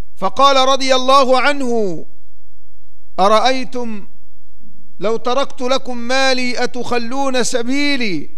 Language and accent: Arabic; Egypt; من تاريخ بلدنا مصر، وهي تمر في هذه الأوقات بمرحلة شديدة الأهمية